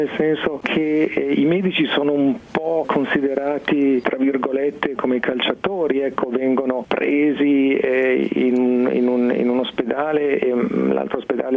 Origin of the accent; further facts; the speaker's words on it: Merate, Lombardy, Italy; In particolare di Merate, che è un piccolo paese vicino a Lecco.